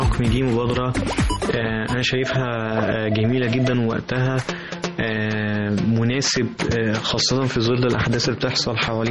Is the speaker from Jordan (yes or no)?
no; Egypt; لازم إحنا كشباب مصريين نكتنزها